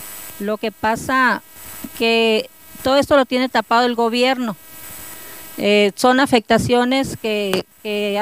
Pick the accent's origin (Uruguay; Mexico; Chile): Mexico; Hermosillo, Sonora; somos una familia de Hermosillo, Sonora, que desde el 2009 traemos estos metales que vienen por el río Sonora.